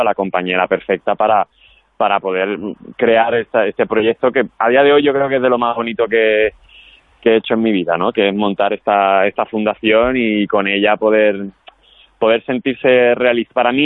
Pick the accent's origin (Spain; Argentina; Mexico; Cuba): Spain; Andalusia; porque como soy andaluz